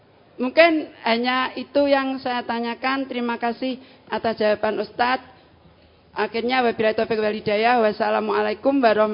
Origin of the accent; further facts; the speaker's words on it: Ngawi, East Java, Indonesia; dari Ngawi.